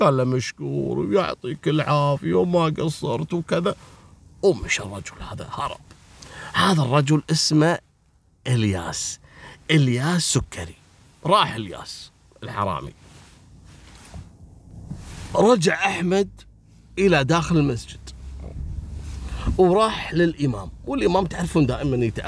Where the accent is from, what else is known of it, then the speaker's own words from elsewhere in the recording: Kuwait; وكانوا كثير من القضايا حصلت حتى عندنا في الكويت